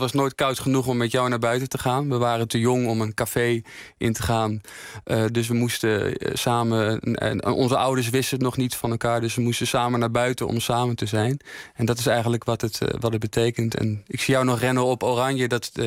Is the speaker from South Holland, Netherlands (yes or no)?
yes; Voorhout, South Holland, Netherlands; Ik ben opgegroeid in een dorpje Voorhout. Het is in de Bollestreek. Dus ja, is, tussen Noordwijk en Leiden zit dat in.